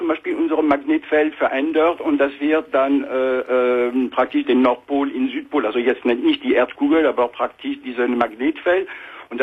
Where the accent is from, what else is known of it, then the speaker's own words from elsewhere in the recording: France; German is a second language; moved away as an adult; now in Germany; Ich bin Franzose, lebe schon seit 26 Jahren jetzt in Deutschland.